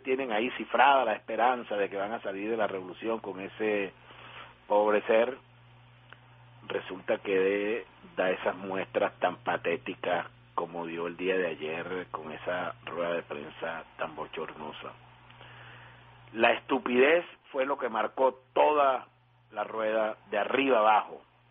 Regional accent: Venezuela; porque me da mucha vergüenza como venezolano que ellos tengan ese líder.

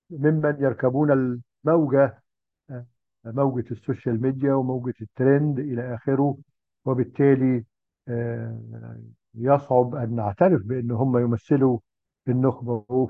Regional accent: Egypt; الحيرة اللي إحنا كمصريين كنا دايماً بنواجهها

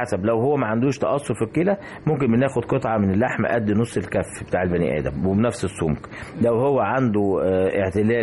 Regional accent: Egypt; يعني إحنا كمصريين حتى بتالي من أيام الفراعنة الأكل مصاحب لينا في كل حاجة

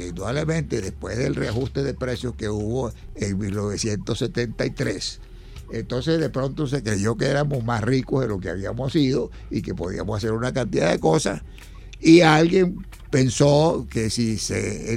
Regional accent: Monte Carmelo, Trujillo, Venezuela; moved away; yo soy de origen rural.

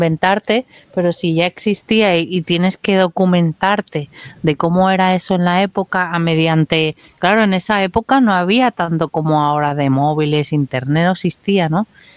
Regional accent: Barcelona, Catalonia, Spain; yo nací en Barcelona, entonces yo veía las imágenes esas

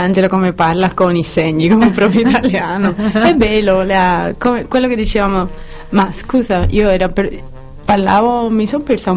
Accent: Seville, Andalusia, Spain; Italian is a second language; Ma come io sono da Sevilla, io direi Interpretación.

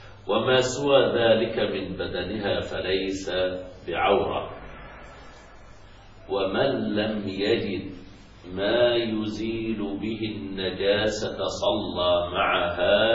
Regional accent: Egypt; فبعض النساء عندنا في مصر

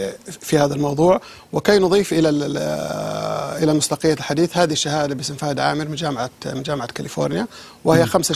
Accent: Saudi Arabia; للأسف بس عندنا في السعودية بالذات

